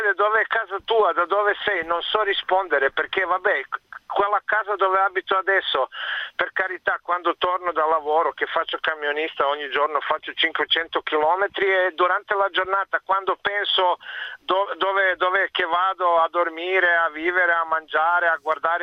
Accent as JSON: {"language": "Italian", "town": "Zagreb", "region": "City of Zagreb", "country": "Croatia", "tie": "born or raised there", "moved": "as an adult", "lives_now": "Verona, Italy", "said": "sono di origine serba e sono cresciuto e nato in Zagabria, vissuto là fino a 32 anni."}